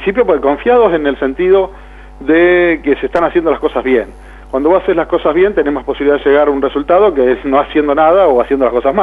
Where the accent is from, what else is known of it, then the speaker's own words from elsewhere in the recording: Saladillo, Buenos Aires Province, Argentina; todos somos de Saladillo, o sea, somos de acá.